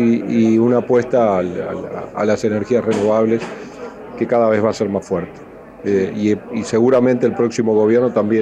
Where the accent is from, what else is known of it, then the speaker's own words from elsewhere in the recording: Paysandú, Uruguay; Y lo digo yo que soy de Paysandú.